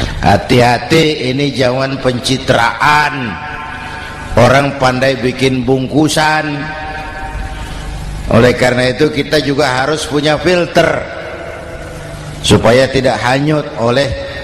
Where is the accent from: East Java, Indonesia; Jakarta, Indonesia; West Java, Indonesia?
Jakarta, Indonesia; born there; Bahwa saya lahir di Jakarta, itu sih kebetulan.